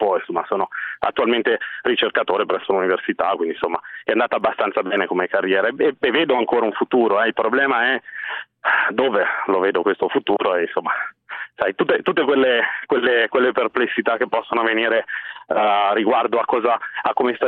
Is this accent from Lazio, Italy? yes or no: no; Milan, Lombardy, Italy; io sono milanese di Milano e sono un tecnologo alimentare, cresciuto qui in seno a questa città.